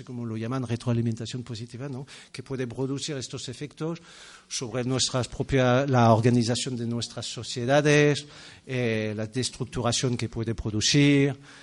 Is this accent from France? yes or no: yes; France; now in Spain; porque quizás soy francés, es un parti pris chauvinista